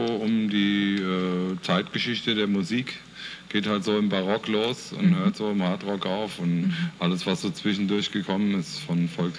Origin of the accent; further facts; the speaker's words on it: Wiesbaden, Hesse, Germany; Ja, ich komme auch aus Wiesbaden